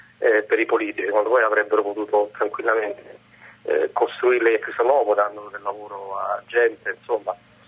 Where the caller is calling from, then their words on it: Rome, Lazio, Italy; anzi da Monza, ma in realtà sono di Roma.